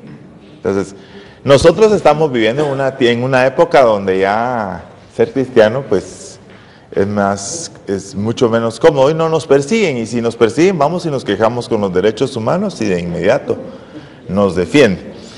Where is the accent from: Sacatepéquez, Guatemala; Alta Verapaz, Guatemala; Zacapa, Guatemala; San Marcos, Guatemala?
Zacapa, Guatemala; Por la gracia de Dios, soy de Zacapa.